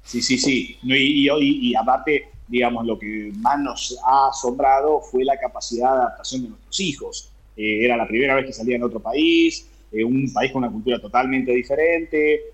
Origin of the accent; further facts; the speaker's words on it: Argentina; siempre la frase cuando decía soy de Argentina